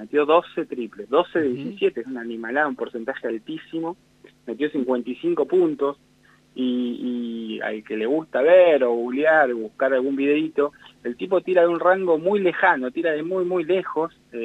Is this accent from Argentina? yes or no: yes; Argentina; por suerte para los argentinos que nos gusta el básquet